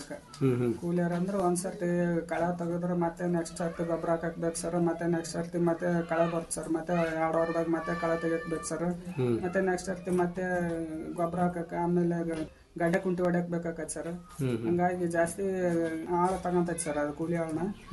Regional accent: Chilakamukhi, Karnataka, India; ಕೊಪ್ಪಳದಿಂದ 22 kilometre ಆಗುತ್ತೆ sir.

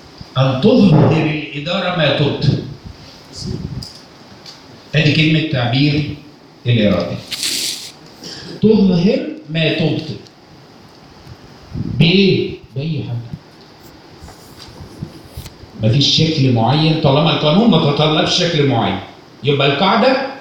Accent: Egypt; احنا كعرب أو كمصريين

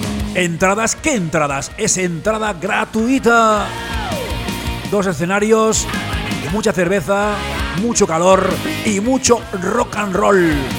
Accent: Cornellà de Llobregat, Catalonia, Spain; now in Ciutadella, Spain; Yo soy de Cornellà y siempre lo seré. Pero ahora estoy aquí en Menorca, en Ciudadela, con otra vida y otro mundo

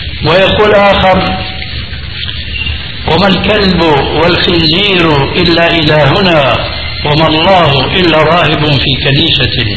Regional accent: Syria; تلقفها بعض العامة عندنا في سوريا

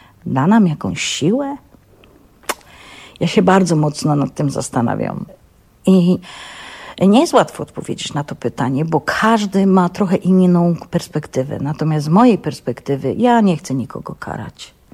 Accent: Silesian Voivodeship, Poland; Ja już jestem Ślązaczką, ja się nią urodziłam, ja nią jestem i ja nią umrę.

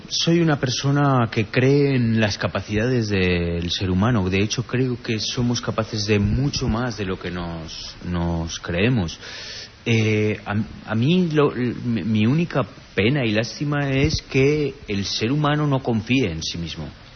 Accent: Zaragoza, Aragon, Spain; now in Los Angeles, United States; Yo quizás soy más zaragozano en Los Ángeles que cuando viví en mi ciudad.

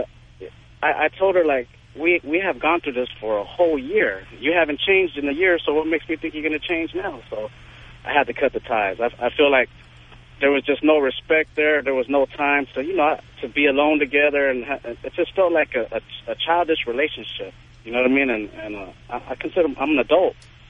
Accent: Puerto Rico; I mean, I'm Puerto Rican. I'm from Puerto Rico.

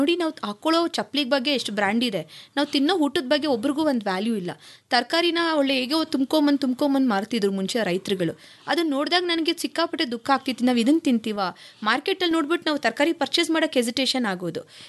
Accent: Bengaluru, Karnataka, India; ನಾನು ಮೂಲತಃ ಬ್ಯಾಂಗ್ಳೂರು.

